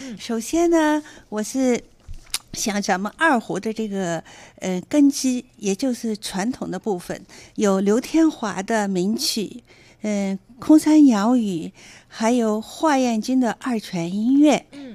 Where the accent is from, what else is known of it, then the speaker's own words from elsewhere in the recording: Shanghai, China; born there; 对，我出生在上海。